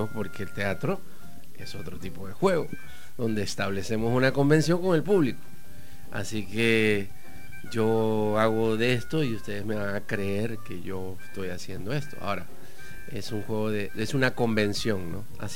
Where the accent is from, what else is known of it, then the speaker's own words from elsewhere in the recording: La Plata, Buenos Aires Province, Argentina; Sí, soy platense, soy argénica platense en un proceso avanzado de salvadoreñamiento.